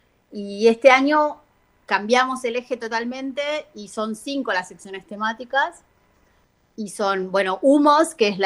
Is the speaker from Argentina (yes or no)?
yes; Argentina; los dos directores somos argentinos